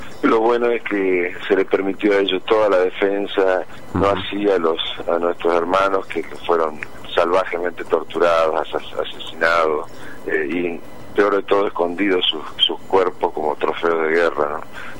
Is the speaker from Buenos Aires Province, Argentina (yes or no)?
no; Paraná, Entre Ríos, Argentina; Nosotros no somos acá, somos de Paraná, seguimos buscando los restos de nuestros hermanos.